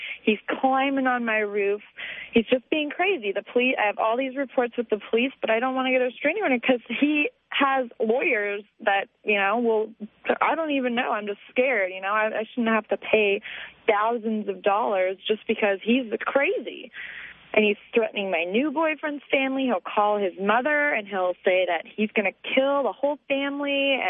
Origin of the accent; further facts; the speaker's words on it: Agoura Hills, California, United States; I mean, I grew up in Agoura Hills, California. That's the only place I've ever lived.